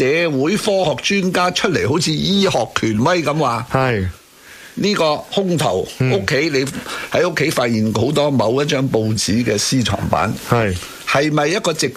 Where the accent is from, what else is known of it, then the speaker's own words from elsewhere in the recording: Hong Kong; 我唔系话身为香港人特别关心美国啲政治啊，